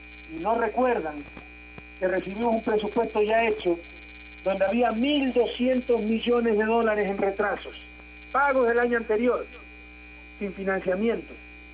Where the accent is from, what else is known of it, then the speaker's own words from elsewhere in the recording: Ecuador; Creen que somos amnésicos los ecuatorianos.